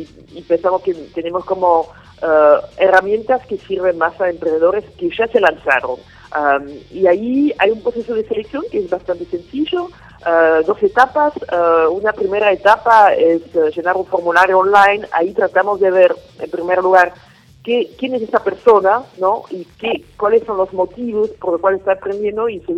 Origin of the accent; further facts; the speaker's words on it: Belgium; Spanish is a second language; also born or lived in South Africa; now in Buenos Aires, Argentina; Sí, yo soy belga.